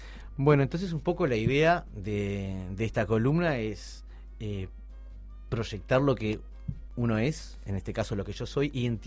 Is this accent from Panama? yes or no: no; Uruguay; soy un uruguayo fronterizo y por mi edad soy modelo 75, soy un doble chapa.